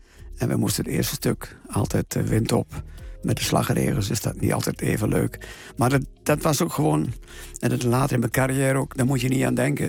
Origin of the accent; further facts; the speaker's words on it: Overijssel, Netherlands; Ja, ongetwijfeld Twente. En het plekje aan het kanaal Almen-Nottum waar ik geboren ben. Ja, dat is toch wel mijn thuis.